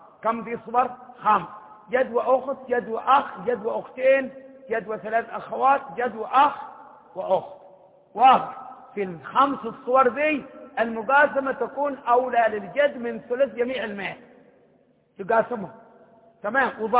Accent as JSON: {"language": "Arabic", "region": "Hadhramaut", "country": "Yemen", "said": "إحنا من حضرموت، حضرموت كمان خبامة الشمس قدها حق العشي"}